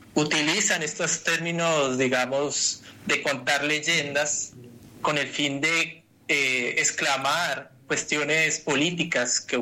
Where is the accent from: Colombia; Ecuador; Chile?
Colombia; acercándonos al país de donde soy, que es Colombia